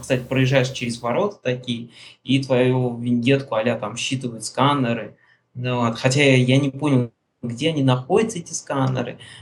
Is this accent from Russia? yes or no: yes; Russia; я говорю, товарищ, я говорю, я из России